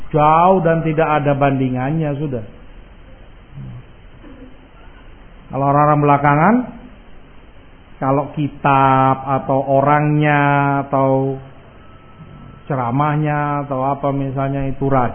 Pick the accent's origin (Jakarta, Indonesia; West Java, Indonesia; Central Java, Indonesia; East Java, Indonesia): Jakarta, Indonesia; saya orang Jakarta, tahu persis Masya Allah kajiannya bagus